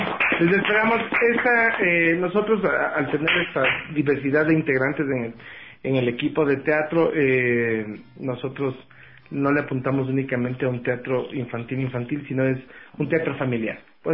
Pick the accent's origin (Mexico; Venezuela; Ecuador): Ecuador; Quito, Pichincha; somos muy quiteños, desde ese lado, la tal quiteña siempre ha estado aquí